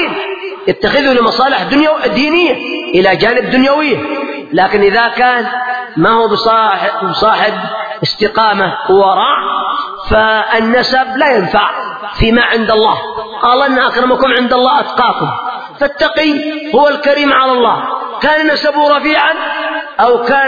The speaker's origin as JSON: {"language": "Arabic", "country": "Yemen", "said": "قد ذكروا عندنا في اليمن"}